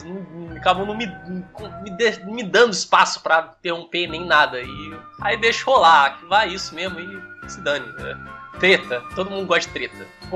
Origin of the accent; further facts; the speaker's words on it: Rio de Janeiro, Brazil; essa galera que tem um sotaque meio estranho, nada carioca, é carioca.